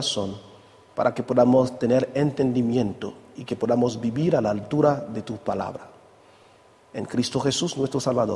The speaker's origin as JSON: {"language": "Spanish", "region": "Guadeloupe", "country": "France", "tie": "born or raised there", "said": "estudio teología y crecí en una isla del Caribe que se llama Guadalupe."}